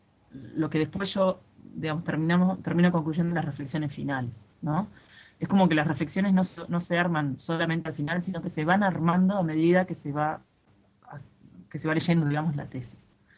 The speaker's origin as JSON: {"language": "Spanish", "country": "Uruguay", "said": "soy de Uruguay y soy profesora de matemática"}